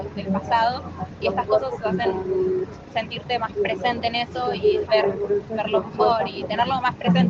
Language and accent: Spanish; Buenos Aires, Argentina; Soy de Pompeya, de acá. Tengo 20 años.